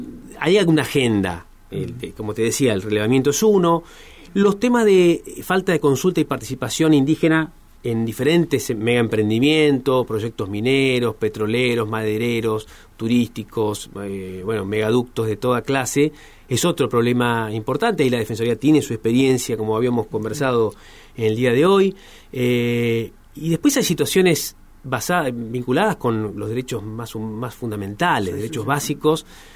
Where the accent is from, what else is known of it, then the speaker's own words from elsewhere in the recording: Chubut, Argentina; En este caso, yo soy de Chubut, me tocó ser el presidente en este caso